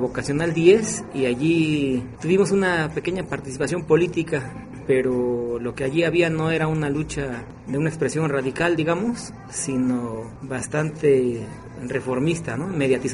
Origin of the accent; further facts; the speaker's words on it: Miahuatlán, Oaxaca, Mexico; also born or lived in Mexico City; soy originario de Miahuatlán, Oaxaca. Miahuatlán es un municipio de la zona centro de Oaxaca. Y viví allí hasta los 12 años. Estudié allí hasta el quinto año de primaria, el sexto año lo estudié en el DF. Volví para estudiar la secundaria a Miahuatlán.